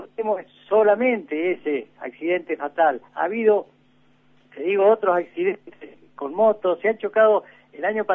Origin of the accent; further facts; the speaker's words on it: Argentina; somos argentinos. Claro. Estamos en la provincia, le dije.